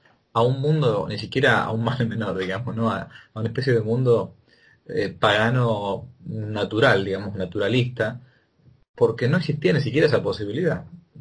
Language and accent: Spanish; Argentina; Y pregunté como argentino, ¿qué son las coas?